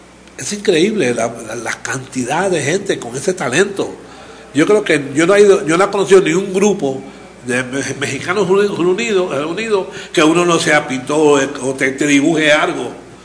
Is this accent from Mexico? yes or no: no; Puerto Rico; lo que yo soy, un puertorriqueño, hispano, negro, indígena